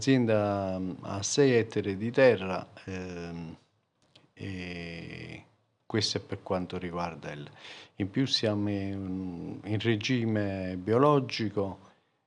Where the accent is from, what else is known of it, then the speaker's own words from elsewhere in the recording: Somma Vesuviana, Campania, Italy; sono di Somma Vesuviana, quinta generazione di agricoltori.